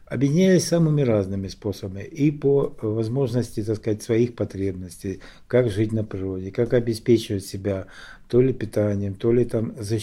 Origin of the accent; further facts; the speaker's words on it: Donbas, Ukraine; потому что я сам из Донбасса, и все это не для меня не какая-то там чужесторонняя информация по телевизору